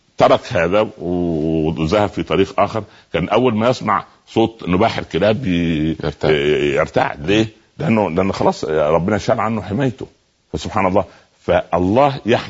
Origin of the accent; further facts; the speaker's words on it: Egypt; احنا اصلا ما حدش هيطلعنا من مصر احنا قاعدين في البلد ان هنا قاعدون نحن اصحابها وهي امنا فاحنا مش هنهاجر منها